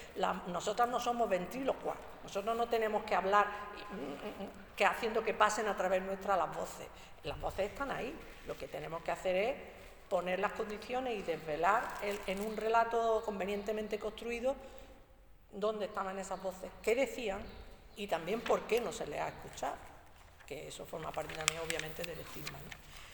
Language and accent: Spanish; Andalusia, Spain; soy mujer andaluza y soberanista.